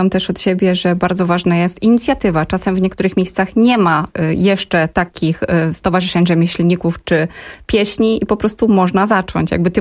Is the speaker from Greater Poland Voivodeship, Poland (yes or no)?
no; Kraków, Lesser Poland, Poland; U nas w Krakowie zostały obwarzanki